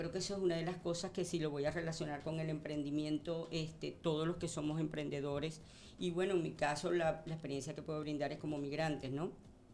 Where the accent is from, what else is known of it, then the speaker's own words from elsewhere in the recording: Venezuela; moved away as an adult; now in Valencia, Spain; A ver, pues … soy venezolana. Llegué a Valencia hace 2 años